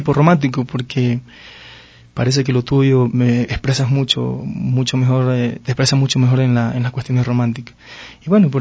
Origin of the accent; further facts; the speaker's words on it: Esmeraldas, Ecuador; Ese lo hice ya en Esmeraldas, ya me trasladé a mi ciudad natal.